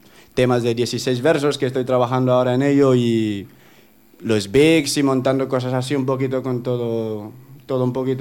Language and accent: Spanish; Equatorial Guinea; now in Zaragoza, Spain; Ya llevo aquí, ya soy más maño que guineano.